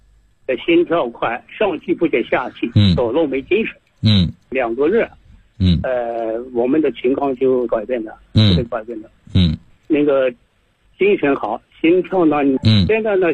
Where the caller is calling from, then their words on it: Guangdong, China; 我呢是来自广东西宁的，